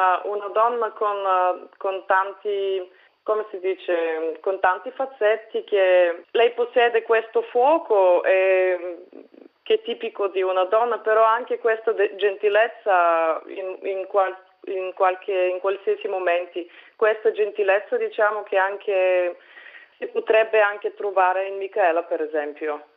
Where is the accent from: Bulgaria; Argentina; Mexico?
Bulgaria; now in Vienna, Austria; Io sono bulgara di origine, però vivo da 10 anni a Vienna.